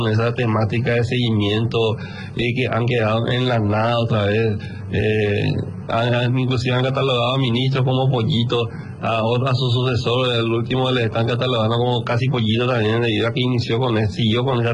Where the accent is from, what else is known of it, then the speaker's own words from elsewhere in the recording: Paraguay; pero como un paraguayo más, ¿verdad?